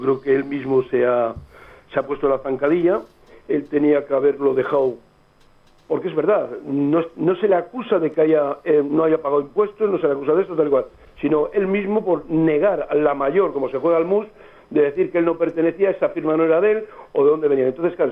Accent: Spain; somos españoles de no de segunda, de cuarta

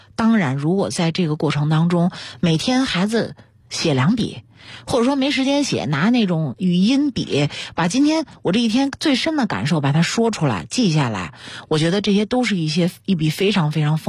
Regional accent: China; 我觉得就是我们中国人说的读万卷书行万里路真的特别重要

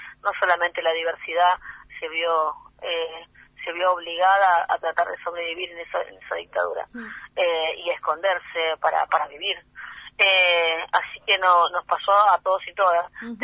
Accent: General Belgrano, Buenos Aires Province, Argentina; A los 20 no mencionábamos el apoyo, por lo menos en mi pueblo, en General Belgrano, que son 120.000 habitantes, no, 20.000 habitantes en General Belgrano

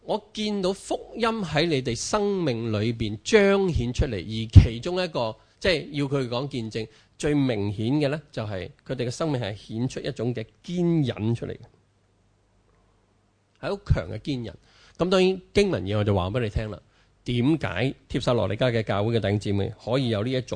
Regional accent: China; 我哋中國人好慣噶啦

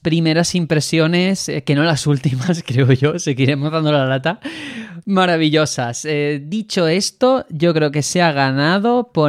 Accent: Spain; tengo ese sesgo cultural de que yo soy español

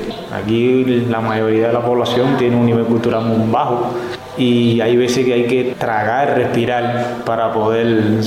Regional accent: Cayo Ramona, Matanzas, Cuba; Yo soy de aquí, de Cayo Ramona, nacido aquí y estudié y aquí me quedé.

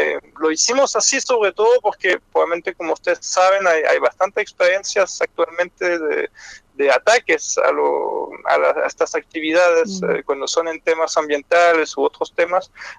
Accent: France; Spanish is a second language; now in Chile; yo soy francés, como se escucha, pero llevo casi 20 años en Chile.

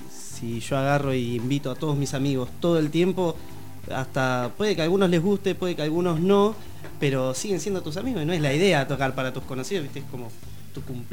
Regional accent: Tandil, Buenos Aires Province, Argentina; now in La Plata, Argentina; Particularmente él, sí. Yo soy de Tandil.

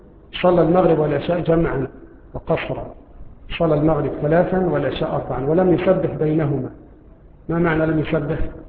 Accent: Egypt; طبعا عندنا في مصر لا نأكله، أنفسنا تعافوا، لا نأكل الخيول

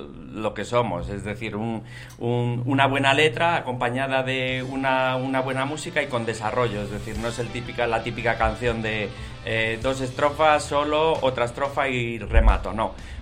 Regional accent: A Coruña, Galicia, Spain; now in Madrid, Spain; yo soy de La Coruña, pero soy aficado en Madrid. … el guitarrista de … bueno, pues llevo mucho tiempo en Madrid

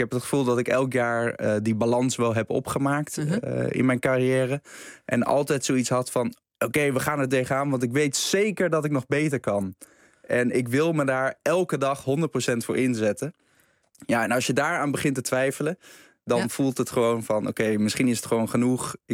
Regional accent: Naarden, North Holland, Netherlands; Ik ben opgegroeid in Naarden.

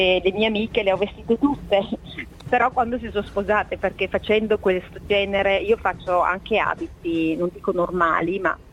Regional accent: Verona, Veneto, Italy; io sono di Verona, e quindi ho iniziato là, e poi mi sono trasferita a Castiglione delle Stiviere per lavorare per questa azienda.

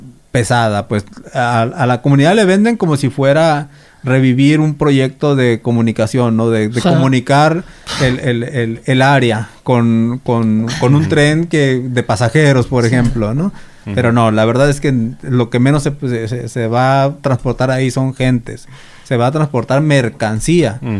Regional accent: Sonora, Mexico; estuvo en mi tierra, estuvo en el territorio yaqui.

